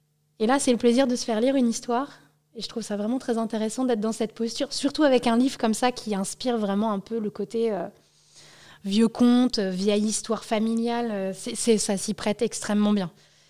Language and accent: French; Brittany, France; pour nous qui font un peu exotique quand on est breton et qu'on est habitué à des noms comme